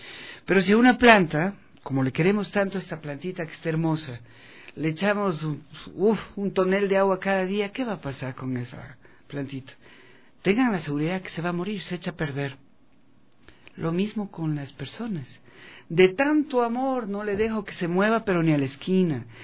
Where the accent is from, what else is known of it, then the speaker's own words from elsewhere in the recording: Ecuador; como buenos latinos que somos y ecuatorianos, tenemos otra mentalidad.